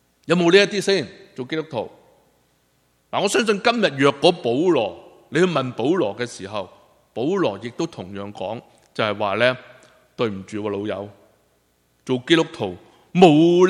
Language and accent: Cantonese; China; 我们中国人都很现实的，是不是？